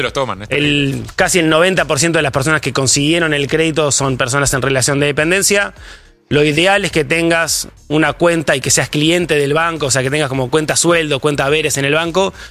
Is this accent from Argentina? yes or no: yes; Argentina; Somos Argentina también.